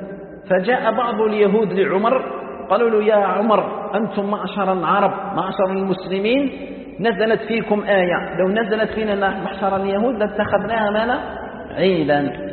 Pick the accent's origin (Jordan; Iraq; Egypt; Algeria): Algeria; هو يسكن في مكه وانا نسكن في الجزائر